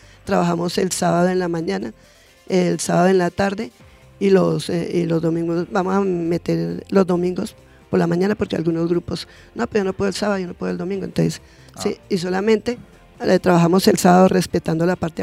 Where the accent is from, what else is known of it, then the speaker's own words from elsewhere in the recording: Soacha, Cundinamarca, Colombia; casi todos los eventos fuera de Soacha los ganan y los ganamos